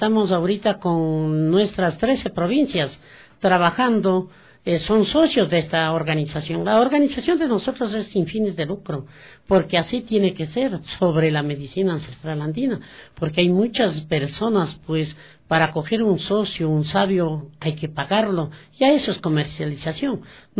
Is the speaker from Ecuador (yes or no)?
yes; Amazon, Ecuador; soy de la Amazonía, de la comunidad Bajo Tala